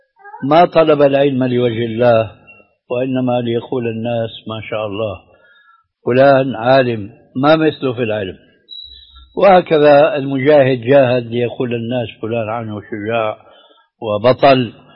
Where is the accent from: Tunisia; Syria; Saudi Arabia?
Syria; Levant; كما يقولون عندنا في الشام بدها زكتاف